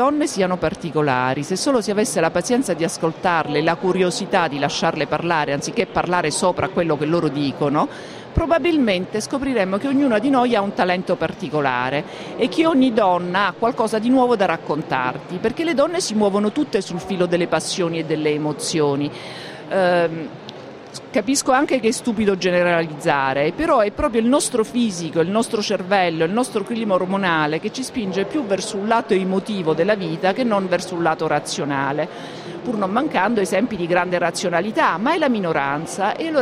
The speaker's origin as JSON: {"language": "Italian", "town": "Palermo", "region": "Sicily", "country": "Italy", "said": "che io non conoscevo perché io sono palermitana."}